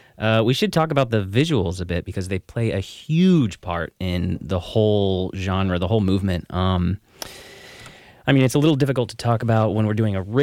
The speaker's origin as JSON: {"language": "English", "region": "Texas", "country": "United States", "lives_now": "Berlin, Germany", "said": "I'm from the States. We're in Berlin right now, but coming from the States, especially coming from Texas, where there's so much room for giant, giant malls."}